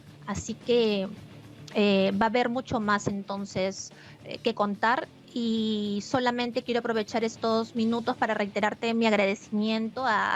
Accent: Peru; no quiero hablar ahorita como periodista, sino como una peruana más

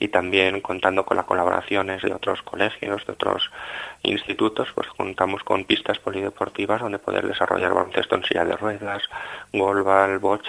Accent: Salamanca, Castile and León, Spain; es otro motivo más de estar orgulloso como salmantino

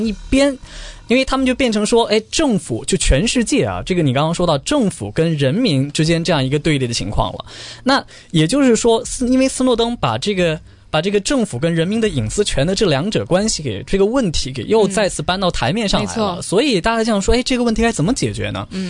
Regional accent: China; 我们作为中国人

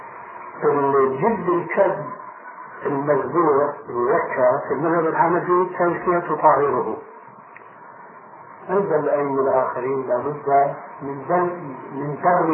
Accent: Damascus, Damascus Governorate, Syria; عندنا في دمشق

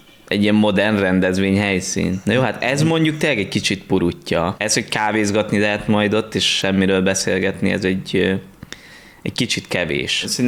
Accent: Esztergom, Komárom-Esztergom, Hungary; vagy ugye mind esztergomiként

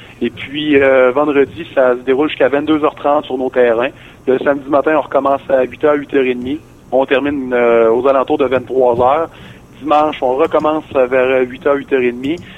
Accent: Quebec, Canada; now in Saguenay, Canada; moi, je viens de la région de Québec, là, ça fait 3 ans que je suis ici.

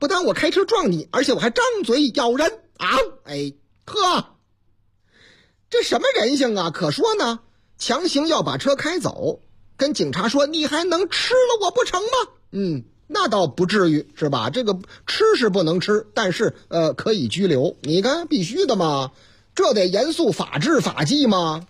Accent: Yangquan, Shanxi, China; 反正这个司机是我老家的，是这个司机，哎，山西的啊，山西阳泉那个地方

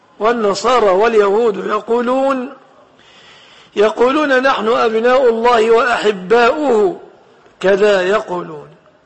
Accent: Egypt; وفي بلادنا مصر هي الأهرامات شاهدة على أهلها بذلك

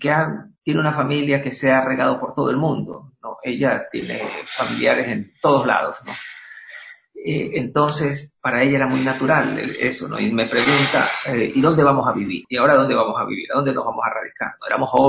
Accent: Guayaquil, Guayas, Ecuador; yo soy de Guayaquil, soy descendiente de guayaquileños y no puedo vivir en otro lado

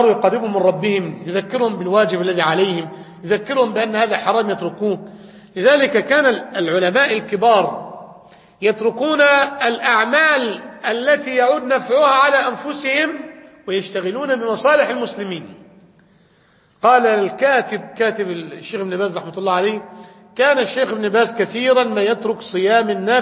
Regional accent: Damietta, Damietta Governorate, Egypt; تعين صانعا ديت هذه عندنا في دمياط

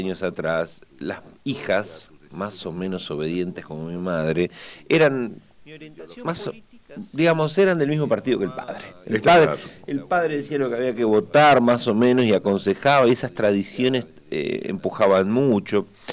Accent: Santa Fe, Argentina; also born or lived in Esperanza; hasta el secundario fuimos viviendo en zonas rurales. Así que nací en Santa Fe, pero nunca viví en Santa Fe.

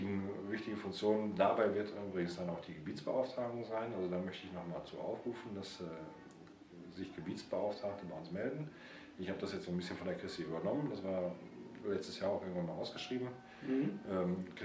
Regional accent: Cologne, North Rhine-Westphalia, Germany; Nordköln. Ich komme aus Nordköln

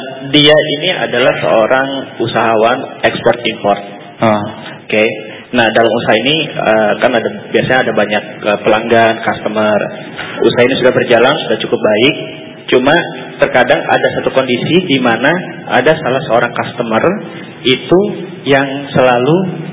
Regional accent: Jakarta, Indonesia; Saya dari Kebayoran Baru, Jakarta Selatan.

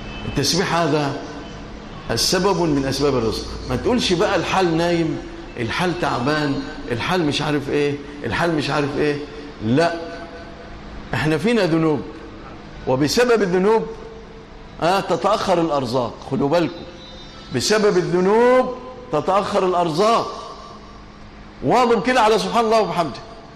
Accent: Egypt; اللهم اجعل بلادنا مصر أمنا أمانا رخاء سخاء إلى يوم الدين

